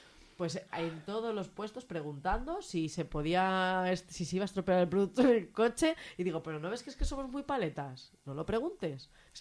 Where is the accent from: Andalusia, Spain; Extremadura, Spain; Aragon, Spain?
Aragon, Spain; Zaragoza; Ah, pues yo soy de Zaragoza.